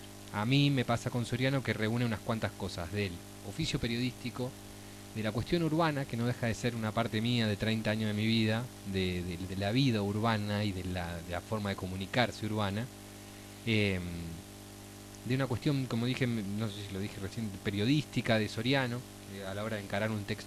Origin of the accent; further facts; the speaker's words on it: Buenos Aires, Argentina; born there; Yo soy nacido en Buenos Aires.